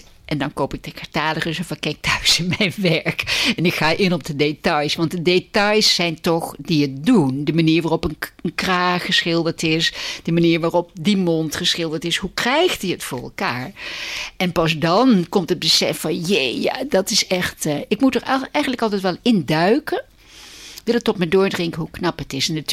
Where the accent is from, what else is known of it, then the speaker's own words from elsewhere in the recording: Vlaardingen, South Holland, Netherlands; Nou, ik kom uit Vlaardingen en de thuishaven is Vlaardingen.